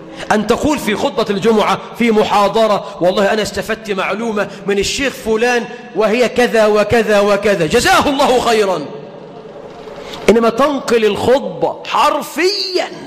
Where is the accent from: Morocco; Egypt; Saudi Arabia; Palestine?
Egypt; اجعل بلدنا مصر أمنا أمانا، رخاء سخاء